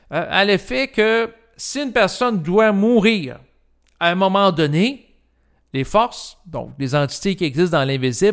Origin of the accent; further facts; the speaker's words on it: Quebec, Canada; moi, j'ai l'impression, en tant que Québécois